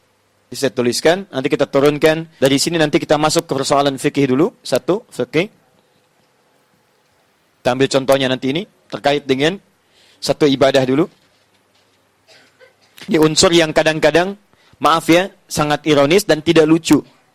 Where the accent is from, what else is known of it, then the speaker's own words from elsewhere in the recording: Indonesia; Kita dari Indonesia ke sini.